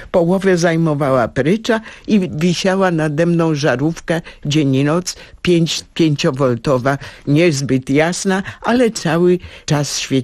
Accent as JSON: {"language": "Polish", "town": "Międzyrzec Podlaski", "region": "Lublin Voivodeship", "country": "Poland", "lives_now": "Warsaw, Poland", "said": "Pochodzimy z tego samego miasta, Międzyrzec Podlaski, a teraz jesteśmy obydwie obywatelkami honorowymi Międzyrzeca, a teraz też mieszkamy niedaleko siebie. Ja w Międzylesiu, ona w Otwocku"}